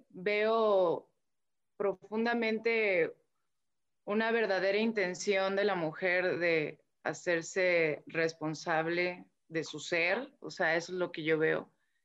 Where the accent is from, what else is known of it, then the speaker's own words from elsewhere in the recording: Mexico; yo hablo de manera muy personal aquí en mi país donde vivo, que es México